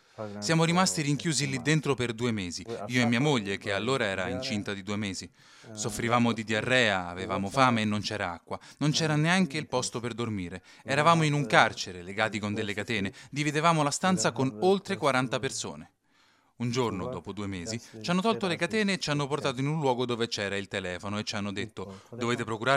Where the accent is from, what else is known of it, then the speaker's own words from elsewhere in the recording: Eritrea; Italian is a second language; moved away as an adult; vengo dall'Eritrea, ho 30 anni. Ho lasciato il mio paese 3 anni fa e sono andato in Sudan.